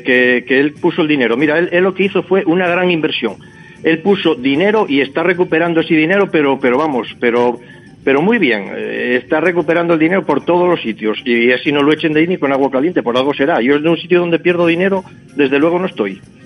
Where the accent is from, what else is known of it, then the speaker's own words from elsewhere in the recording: Sariego, Asturias, Spain; Bueno, yo soy de Sariego.